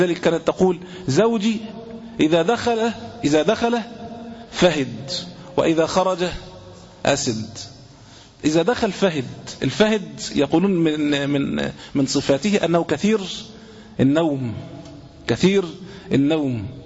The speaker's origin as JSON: {"language": "Arabic", "country": "Egypt", "said": "عندنا في العامية، عندنا في مصر هنا"}